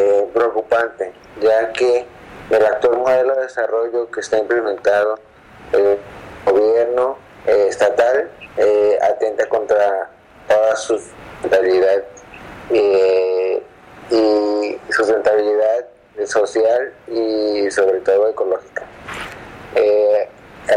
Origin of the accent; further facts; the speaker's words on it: Tepic, Nayarit, Mexico; soy de Tepic